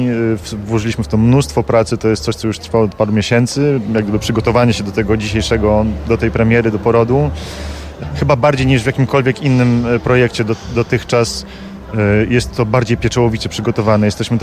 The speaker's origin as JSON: {"language": "Polish", "country": "Colombia", "tie": "born or raised there", "said": "Spędziłem dzieciństwo w Kolumbii, moi dziadkowie się poznali w Buenos Aires, moja żona pochodzi z Buenos Aires"}